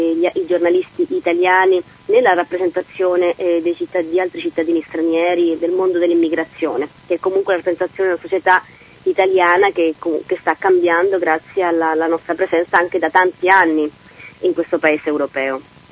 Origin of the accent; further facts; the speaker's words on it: Chile; Italian is a second language; nel mio caso, che sono cilena, non posso per legge fare il direttore responsabile